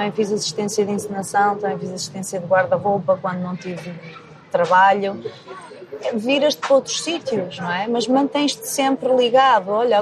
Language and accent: Portuguese; Porto, Norte, Portugal; moved away; Adoro o Porto. O Porto é uma cidade incrível. e sinto-me mesmo bem, sinto que é mesmo a minha terra, né?